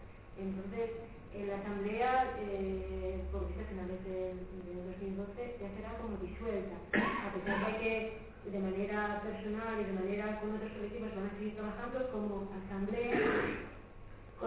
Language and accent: Spanish; Asturias, Spain; a mí me aseguraba como asturiano, porque nosotros en 2009 creamos un consejo contra el tren de alta velocidad.